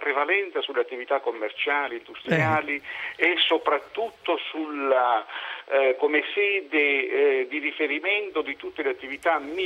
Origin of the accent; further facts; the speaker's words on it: Barletta, Apulia, Italy; now in Bari, Italy; Io sono originario di Barletta, ma sono da 40 anni che sto a Bari.